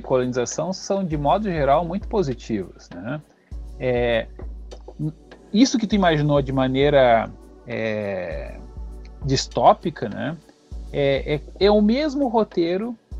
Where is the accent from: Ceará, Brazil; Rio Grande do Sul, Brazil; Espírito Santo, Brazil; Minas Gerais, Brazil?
Rio Grande do Sul, Brazil; Porto Alegre; Eu sou aqui de Porto Alegre, mas eu sou basicamente da cultura ocidental de origem europeia, né. Eu sou negro, do IBGE, né, preto ou pardo